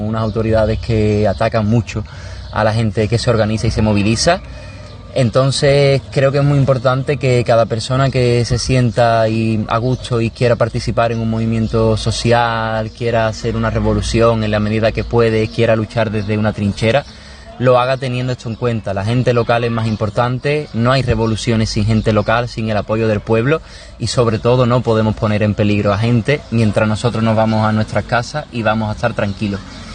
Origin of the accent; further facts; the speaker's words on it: Cádiz, Andalusia, Spain; En Cádiz, de donde yo soy, se dice mucho: la lucha no se negocia.